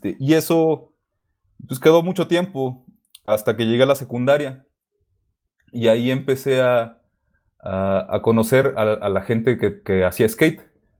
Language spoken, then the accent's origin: Spanish; Ensenada, Baja California, Mexico; moved away as an adult; now in Mexico City, Mexico; Crecí hasta los 18 años en Baja California y de ahí me vine acá a la Ciudad de México.